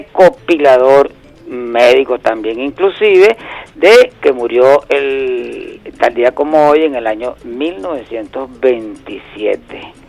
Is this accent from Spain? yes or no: no; Venezuela; Digo nosotros como pueblo, digo nosotros como venezolanos, digo nosotros como el país entero